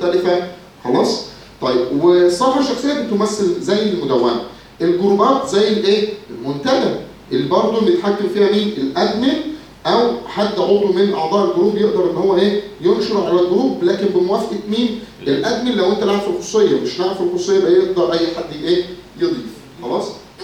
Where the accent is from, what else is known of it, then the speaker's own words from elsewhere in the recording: Egypt; بس احنا دماغنا كمصريين اكيد محدش يقدر عليه